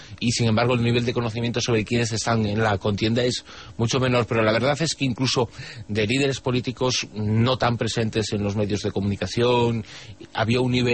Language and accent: Spanish; Spain; quedé realmente como español muy orgulloso de nuestros compatriotas